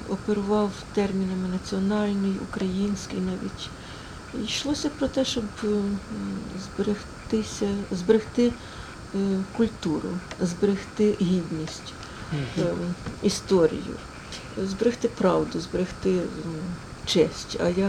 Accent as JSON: {"language": "Ukrainian", "region": "Luhansk Oblast", "country": "Ukraine", "said": "в нас на Луганщині, я з Луганщини"}